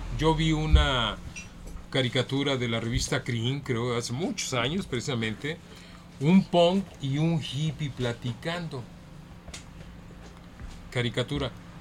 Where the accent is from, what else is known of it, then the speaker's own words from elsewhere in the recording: Guadalajara, Jalisco, Mexico; born there; yo nací en Guadalajara.